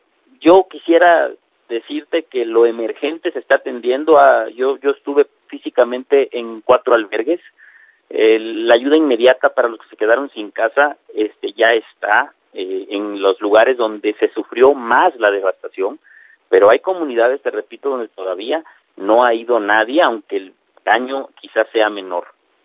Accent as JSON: {"language": "Spanish", "town": "Unión Juárez", "region": "Chiapas", "country": "Mexico", "said": "es mi familia, mi pueblo, Unión Juárez."}